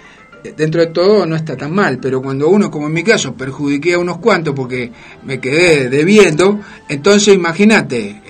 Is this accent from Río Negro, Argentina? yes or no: no; Buenos Aires, Argentina; la quiero, la amo porque nací ahí